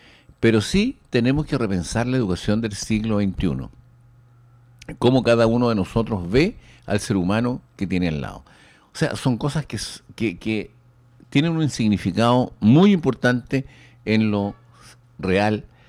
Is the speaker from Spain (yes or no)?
no; Chile; pero tenemos algo que nosotros como chilenos nos representa, que es nuestro folclore, nuestra comida, nuestra música, nuestra forma de ser